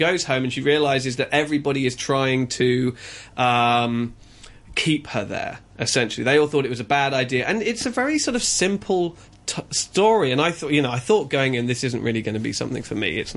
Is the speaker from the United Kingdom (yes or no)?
yes; United Kingdom; now in Hong Kong; I'm a British emigrant, but here I'm an immigrant.